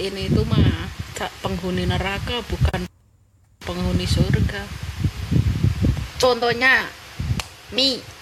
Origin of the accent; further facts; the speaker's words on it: Java, Indonesia; Aku asli orang Jawa.